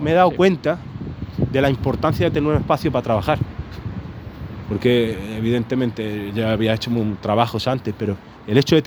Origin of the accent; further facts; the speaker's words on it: Morocco; llevarlo a Marruecos, que a pesar de que me he criado ahí, no soy marroquí, pero me he criado ahí